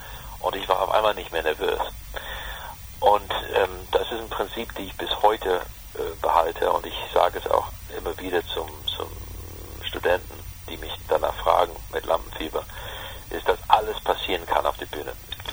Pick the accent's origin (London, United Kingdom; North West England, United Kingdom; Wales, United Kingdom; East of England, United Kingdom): London, United Kingdom; ich bin groß geworden in London mit dem Original House of Cards.